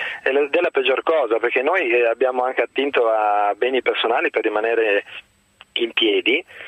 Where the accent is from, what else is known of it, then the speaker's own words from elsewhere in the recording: Veneto, Italy; Noi come Veneto soffriamo tra l'altro questa situazione anomala